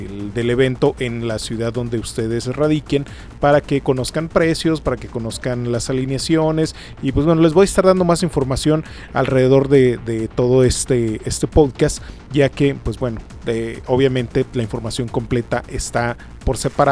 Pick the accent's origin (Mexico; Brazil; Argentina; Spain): Mexico; San Luis Potosí; aquí en mi terruño, San Luis Potosí